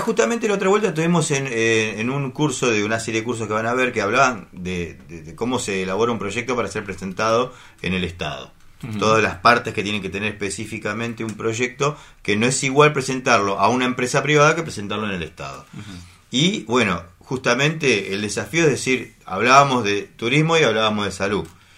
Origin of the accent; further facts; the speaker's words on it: Almirante Brown, Buenos Aires Province, Argentina; born there; todos nacimos en Brown y todos queremos que Brown esté mejor